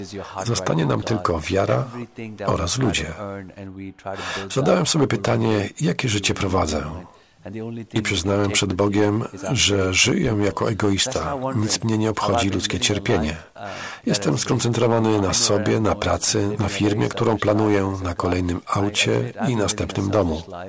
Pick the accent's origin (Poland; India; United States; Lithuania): India; Ponieważ pochodzę z Indii, jeżdżę także tam.